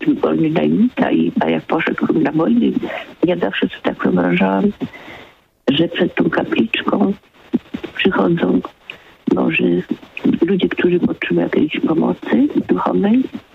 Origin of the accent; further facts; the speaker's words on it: Nakło nad Notecią, Kuyavian-Pomeranian Voivodeship, Poland; pan, który z mojego rodzinnego miasta dzwonił z Nakła